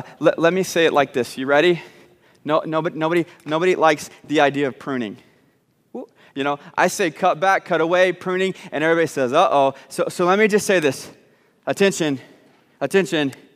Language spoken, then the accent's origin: English; Texas, United States; also born or lived in Arkansas; And I grew up, well, secretly in Arkansas, but we don't say that. I grew up in Texas.